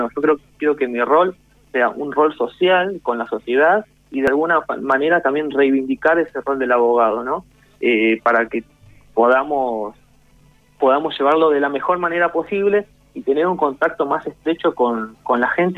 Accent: Pablo Nogués, Buenos Aires Province, Argentina; Yo soy de Pablo Nogués, acá hay un vecino nuestro en la localidad de Villa de Mayo

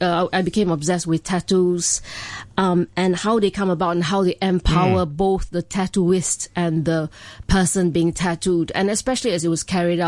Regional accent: Johor Bahru, Johor, Malaysia; Yes, I was born and raised in Johor Bahru, Malaysia.

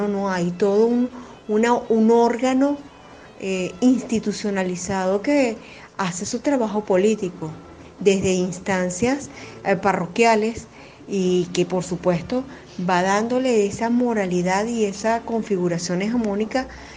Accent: Venezuela; soy de Venezuela

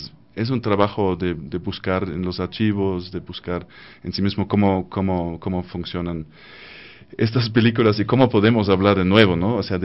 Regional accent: Germany; Spanish is a second language; como alemán, nosotros desde la niñez tenemos casi un bombardeamiento de películas que tenemos que ver

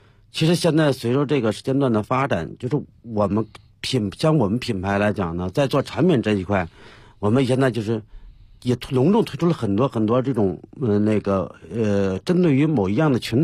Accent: China; 就是为什么说我们中国人，尤其我们国内，还很多人在崇尚一种思想

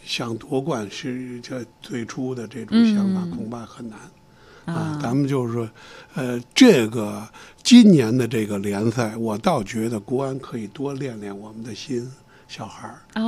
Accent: Beijing, China; 咱是老北京啊

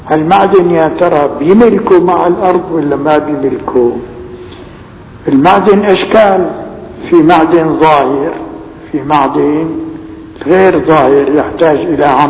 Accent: Damascus, Damascus Governorate, Syria; فالفيجة في الحقيقة نعمة كبيرة عندنا في دمشق.

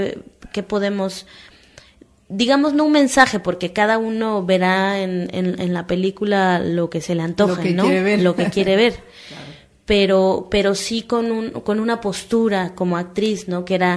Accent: Mexico; Pero a la vez también como mexicano

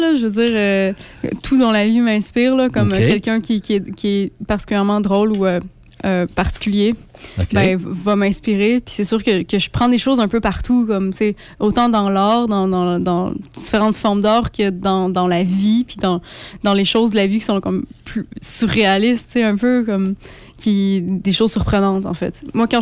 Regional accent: Quebec, Canada; now in Montréal, Canada; Ben moi, je viens de Saint-Andéman, en Gaspésie.

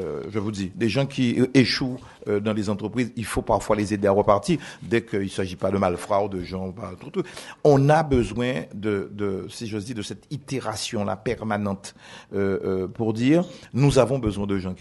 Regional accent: Guadeloupe, France; Chez moi, en Guadeloupe, je pars de chez moi, il n'y a jamais un plan.

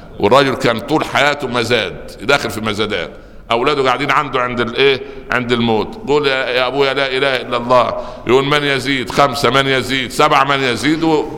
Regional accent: Upper Egypt, Egypt; يعني يقول عندنا في الصعيد مثلا قلبي على ولد فطر وقلب ولدي علي حجر

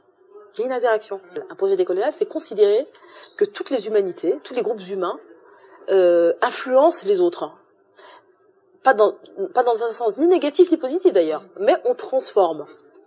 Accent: France; Moi, je parle français, je parle plus le français que l'arabe, par exemple, parce que j'ai grandi en France, et donc je me suis intégrée

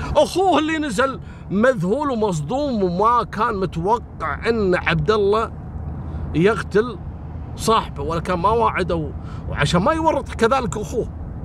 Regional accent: Kuwait; وأنا أذكر قصة في عندنا في الكويت

